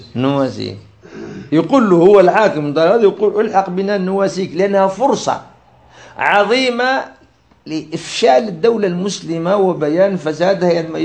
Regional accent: Algeria; أنا عشت في الفترة بداية كما يسموها عندنا في الجزائر بداية العودة إلى التمسك بالدين في المجتمع الجزائري

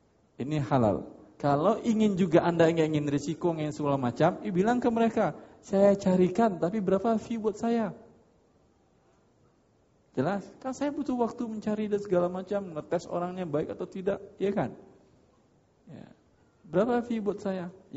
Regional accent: Padang, West Sumatra, Indonesia; Masalahnya karena saya orang Padang aja.

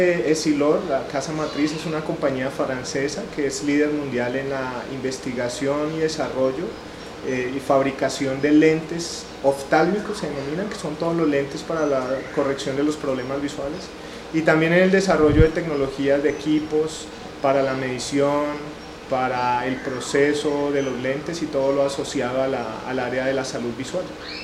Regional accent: Colombia; moved away as an adult; now in Dominican Republic; yo soy colombiano, residente en República Dominicana hace aproximadamente 3 años.

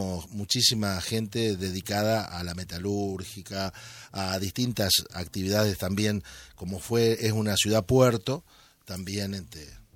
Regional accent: Santa Fe, Argentina; Y nosotros venimos, mi familia, venimos de Santa Fe, de la ciudad de Santa Fe.

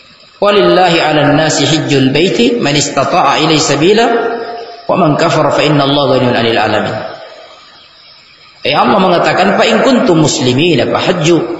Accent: Sulawesi, Indonesia; kita orang Bugis, Sulawesi ini terpengaruh dengan bahasa kita logat.

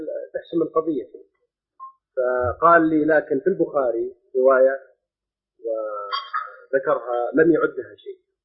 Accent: Jeddah, Makkah Province, Saudi Arabia; عندنا في جدة بل بالمملكة العربية السعودية عموما

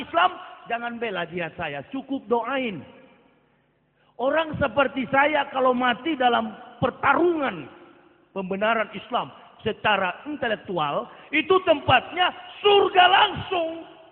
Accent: Manado, North Sulawesi, Indonesia; Saya orang Manado asli. Asli kafir, begitu.

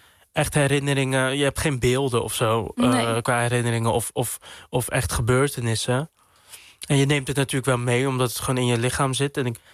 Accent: Dordrecht, South Holland, Netherlands; Ik groeide op in Sterrenburg 3. Een wijk in Dordrecht, best wel ver van het centrum vandaan. Ik vond het daar best wel rustig. Er waren veel kinderen van mijn leeftijd waar ik mee kon spelen. Het was een hele witte wijk

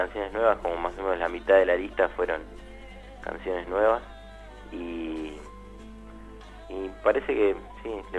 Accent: Quilmes, Buenos Aires Province, Argentina; El miércoles pasado tocamos, bueno, en Quilmes, nosotros somos de Quilmes.

